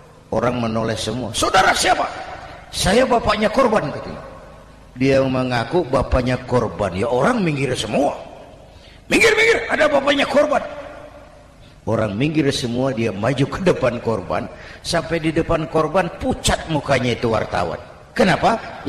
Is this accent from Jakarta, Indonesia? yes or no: yes; Jakarta, Indonesia; born there; Bahwa saya lahir di Jakarta, itu sih kebetulan.